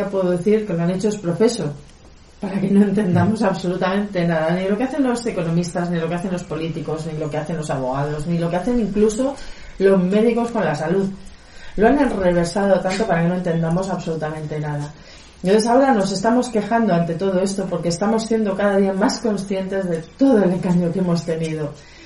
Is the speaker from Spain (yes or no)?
yes; Madrid, Community of Madrid, Spain; yo vengo de Madrid, llevo viviendo aquí casi 2 años